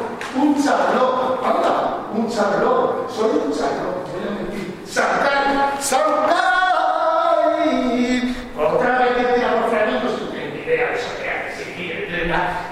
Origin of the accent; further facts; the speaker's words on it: Castile, Spain; Ah, qué sevillano me gustaría ser. Pero bueno, soy castellano.